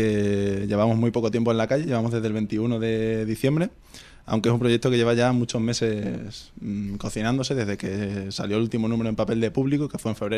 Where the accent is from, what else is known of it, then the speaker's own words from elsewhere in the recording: Badajoz, Extremadura, Spain; yo que soy de Badajoz, ya estas navidades he aprovechado y lo he llevado para allá también.